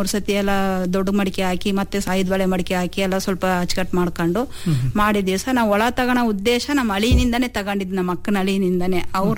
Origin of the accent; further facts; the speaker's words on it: Adivalla, Karnataka, India; also born or lived in Davanagere; ನಾವು ಹುಟ್ಟಿ ಬೆಳೆದಿದ್ದು ಇಲ್ಲೇ ಹಿರಿಯೂರು ತಾಲೂಕು ಆದಿವಳ್ಳ ಗ್ರಾಮ ಸರ್, ಬೆಳೆದಿದ್ದು ನಾವು. ಆಮೇಲೆ ನನ್ನ ಮದುವೆ ಮಾಡಿಕೊಟ್ಟಿದ್ದು ದಾವಣಗೆರೆಗೆ ಕೊಟ್ಟಿದ್ದು ಸರ್.